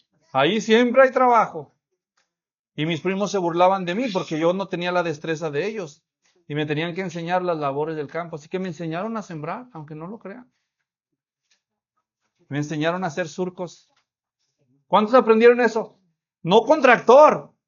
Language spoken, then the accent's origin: Spanish; Guadalajara, Jalisco, Mexico; yo crecí en Guadalajara, ya les dije. Pero mis primos estaban en el rancho.